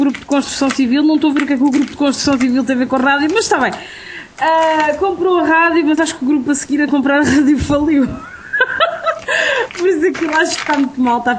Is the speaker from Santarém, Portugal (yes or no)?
yes; Torres Novas, Santarém, Portugal; born there; Eu não sou daquela zona, sou de Torres Novas, mas não quer dizer, nasci lá, mas não cresci lá.